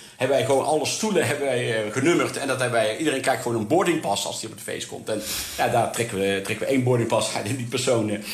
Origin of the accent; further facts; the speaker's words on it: North Brabant, Netherlands; want ik ben een Brabander en dat blijf je altijd.